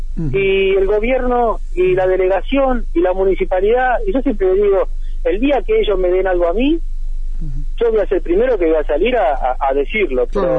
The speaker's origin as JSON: {"language": "Spanish", "country": "Argentina", "tie": "born or raised there", "said": "el barrio Conet, donde yo nací, porque yo vivo ahí todavía, el barrio Conet tiene 50 años"}